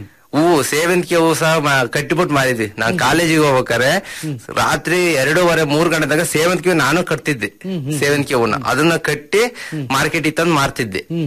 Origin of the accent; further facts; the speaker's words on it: Hassan, Karnataka, India; ಹಾಸನ, ನಮ್ಮ ತಂದೆ ಊರಲ್ಲಿ ಬಾಚಿಹಳ್ಳಿ ಗ್ರಾಮದಲ್ಲಿ. ಅದೇ ಆ ರೀತಿ ಅಲ್ಲಿ ಹುಟ್ಟಿ ಬೆಳೆದು ಓದಿದ್ದೆಲ್ಲ ಅಲ್ಲೇ.